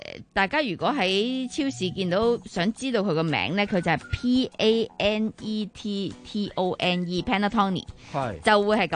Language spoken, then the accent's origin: Cantonese; Hong Kong; 可能我哋香港人普遍。食开好软熟嘅蛋糕，或好软熟嘅面包嘅咁样啦。